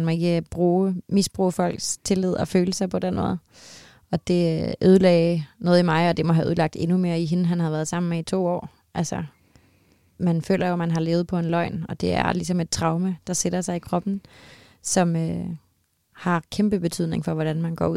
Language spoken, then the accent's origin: Danish; Copenhagen, Capital Region of Denmark, Denmark; når jeg så var hjemme i København og gå rundt i de her gader